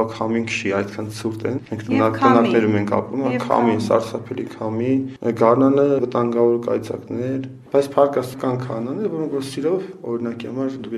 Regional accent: Dilijan, Tavush, Armenia; born there; Ծնունդով Դիլիջանից։ Իմ ընտանիք հաշտարակում ապրում, բայց ես ծնունդով Դիլիջանից։

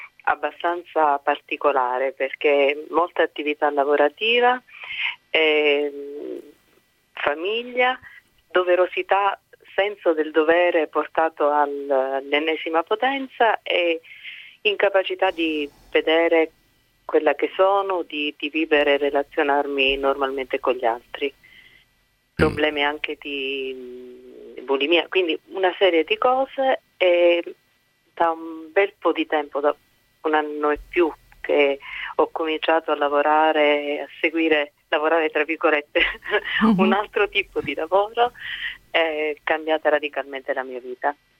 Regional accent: Calabria, Italy; Da calabrese.

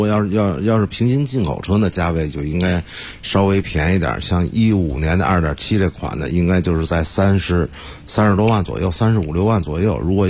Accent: Beijing, China; 作为北京人来说

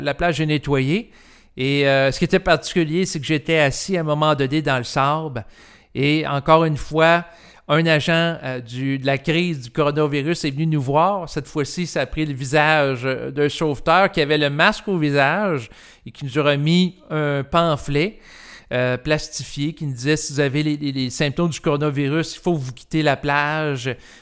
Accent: Quebec, Canada; moi, j'ai l'impression, en tant que Québécois

